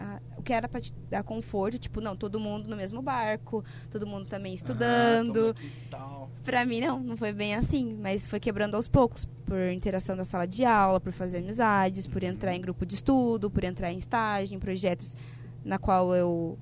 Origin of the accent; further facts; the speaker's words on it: Curitiba, Paraná, Brazil; Então, eu sou de Curitiba mesmo, então eu tô cursando na faculdade da mesma cidade que eu.